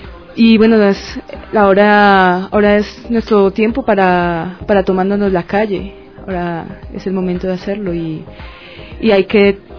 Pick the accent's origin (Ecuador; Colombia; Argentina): Colombia; Bogotá; igual que Cleta, también soy de Bogotá y también ando de viaje